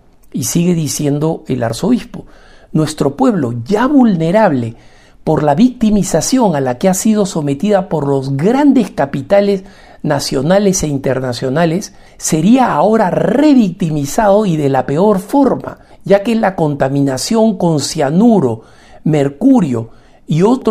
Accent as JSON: {"language": "Spanish", "country": "Peru", "said": "como peruano de un país minero, y no solamente eso, como hijo de un proveedor de la minería de oro"}